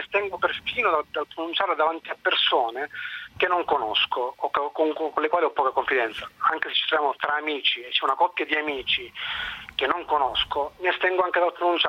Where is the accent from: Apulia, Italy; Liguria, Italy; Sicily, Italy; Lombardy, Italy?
Sicily, Italy; Io sono siciliano e quindi tutti quanti sanno quale parola noi usiamo per intercalare i discorsi